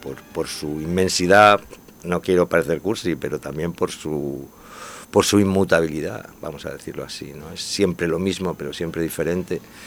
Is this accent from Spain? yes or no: yes; Elche, Valencian Community, Spain; Yo me acuerdo cuando era pequeño que siempre decía, yo soy de Elche